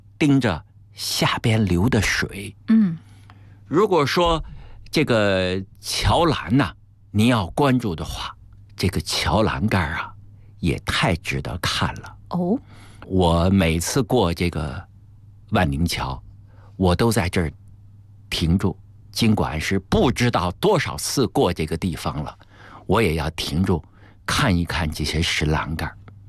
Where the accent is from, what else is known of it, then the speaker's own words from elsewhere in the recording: Beijing, China; 我是河边长大的孩子，北京的大运河呀，给我的这个深深的滋养，所以我太爱北京的大运河了。